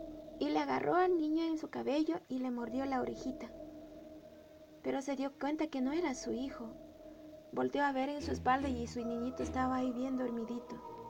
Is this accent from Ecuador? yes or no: yes; Ecuador; soy ecuatoriana, nacionalidad Shuar.